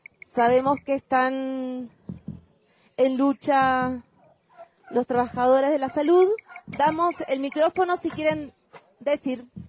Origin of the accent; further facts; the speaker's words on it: Argentina; somos artistas de Argentina, que tenemos una radio allá